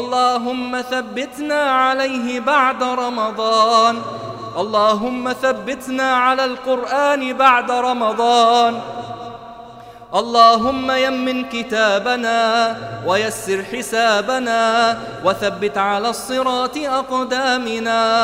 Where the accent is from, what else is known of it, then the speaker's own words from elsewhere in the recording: Egypt; عن بلدنا مصر خاصة وعن سائر بلاد